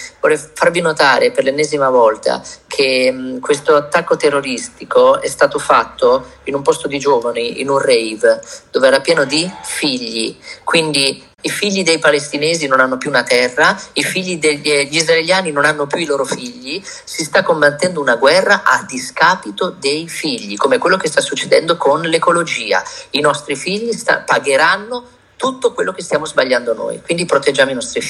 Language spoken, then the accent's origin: Italian; Milan, Lombardy, Italy; also born or lived in Emilia-Romagna; io sono mezzo milanese e mezzo romagnolo, come sentirete non è che parlo come ventino, no?